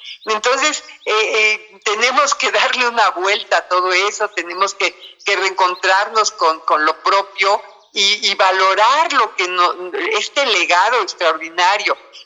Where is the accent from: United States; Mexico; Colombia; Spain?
Mexico; somos intolerantes los mexicanos, las mexicanas a la lactosa